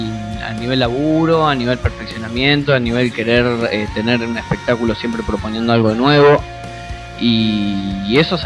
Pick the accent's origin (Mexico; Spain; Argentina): Argentina; Neuquén; now in Buenos Aires, Argentina; yo soy de Neuquén.